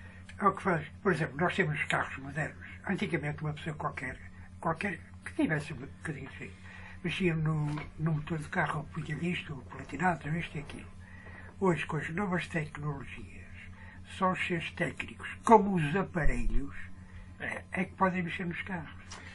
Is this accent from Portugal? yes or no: yes; Porto, Norte, Portugal; Sou natural do Porto, mas a minha terra preferida, desde muito miúdo, é Coimbra.